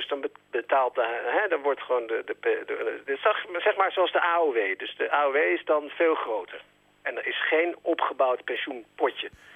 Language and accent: Dutch; Netherlands; Dus daar hebben wij als Nederlanders ook nog eens heel weinig aan.